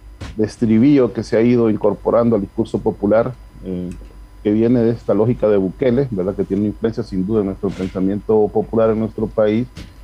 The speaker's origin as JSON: {"language": "Spanish", "country": "Honduras", "said": "hay muchos hitos históricos, claro, donde los hondureños fuimos alcanzando derechos"}